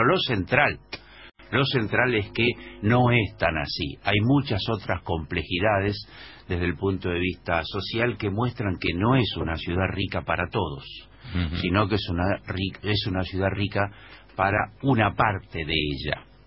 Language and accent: Spanish; Buenos Aires, Argentina; Claro que como porteño, así como reconozco esto